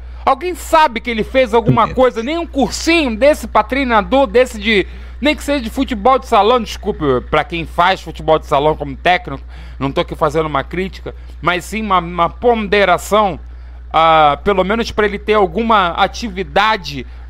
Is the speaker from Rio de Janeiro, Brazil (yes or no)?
yes; Mesquita, Rio de Janeiro, Brazil; como sou de Mesquita, quem gerencia é a LSB, né?